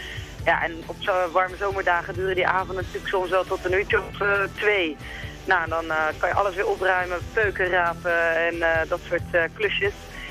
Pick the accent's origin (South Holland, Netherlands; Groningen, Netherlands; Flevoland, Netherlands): South Holland, Netherlands; Schipluiden; Ik kom zelf uit Schiebluiden.